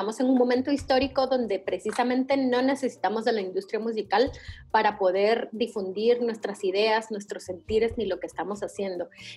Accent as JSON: {"language": "Spanish", "country": "Guatemala", "tie": "born there", "said": "Pero nací en Guatemala y... y acá no existen ese tipo de oportunidades"}